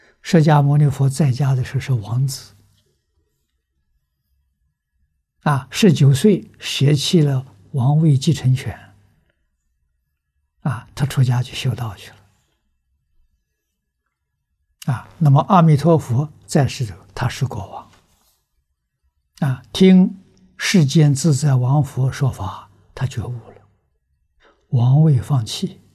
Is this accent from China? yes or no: yes; China; 我们中国人要饭啊，中国人叫乞丐教化的啊